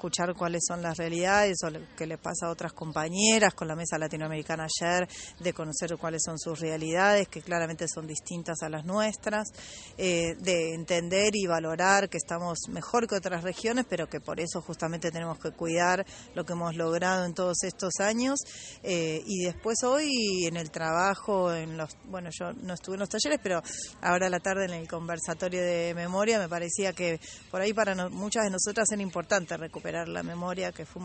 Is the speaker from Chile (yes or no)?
no; Mar del Plata, Buenos Aires Province, Argentina; soy de Mar del Plata.